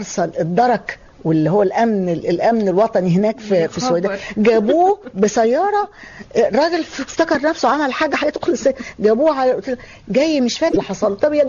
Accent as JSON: {"language": "Arabic", "country": "Egypt", "accent": "Egyptian", "said": "أي حد يسمع لهجتنا المصرية يكاد يبكي"}